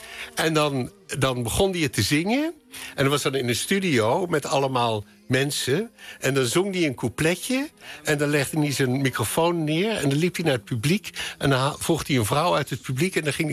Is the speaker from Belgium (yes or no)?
no; Netherlands; also born or lived in England / France; Maar ik ben een Nederlander. En ik heb een tijd in Engeland gewoond en ik heb een tijd in Frankrijk gewoond. En dat vind ik allemaal hartstikke leuk. Maar in Nederland is waar ik me thuis voel. Maar binnen Nederland, ik ben inmiddels zo vaak verhuisd